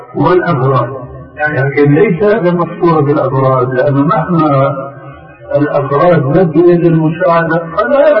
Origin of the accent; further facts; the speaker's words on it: Syria; يقولوا عندنا في سوريا عين ما بتقاوم ما اختلت